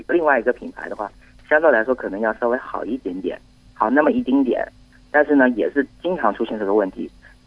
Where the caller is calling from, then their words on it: Hubei, China; 我是湖北的